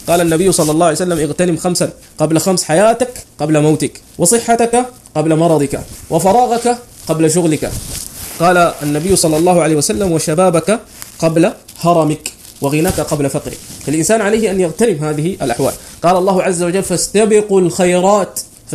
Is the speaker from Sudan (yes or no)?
yes; Sudan; من أمور كثيرة منتشرة خاصة عندنا في السودان